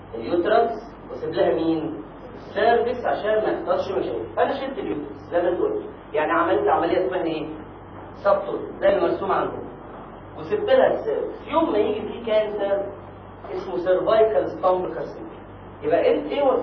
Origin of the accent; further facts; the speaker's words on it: Egypt; احنا عندنا في مصر كام اللي هو كام 28 اسبوع في الحمل